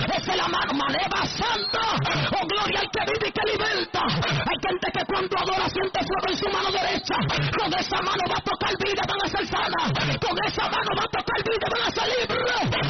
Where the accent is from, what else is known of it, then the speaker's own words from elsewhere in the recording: Dominican Republic; Nosotros nos criamos todos en República Dominicana, en la mayoría